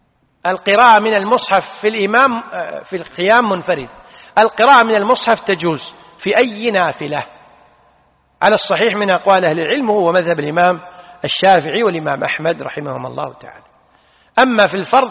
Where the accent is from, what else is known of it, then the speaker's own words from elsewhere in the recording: Kuwait; لذلك عندنا في الكويت الآن المطلقات والأرامل لهم معاشات